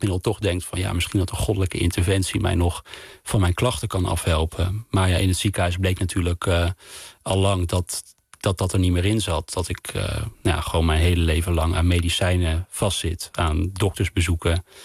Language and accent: Dutch; Wageningen, Gelderland, Netherlands; now in Amsterdam, Netherlands; ik woonde toen al in Amsterdam. En deze fabriek stond in mijn in Wageningen, waar ik ben opgegroeid.